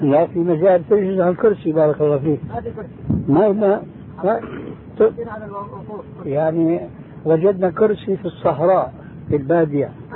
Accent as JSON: {"language": "Arabic", "country": "Syria", "said": "كما يقولوا عندنا في الشام بدها الزكتاف"}